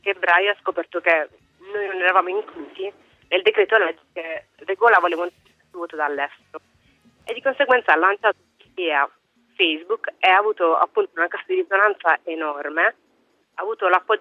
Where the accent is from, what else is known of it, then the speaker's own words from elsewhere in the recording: Apulia, Italy; now in Durham, United Kingdom; Io sono pugliese, sto studiando vicino a Newcastle, a Durham.